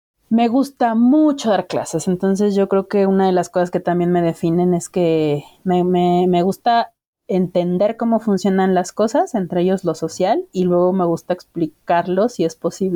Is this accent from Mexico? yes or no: yes; Mexico; soy una mujer mexicana que habita la Ciudad de México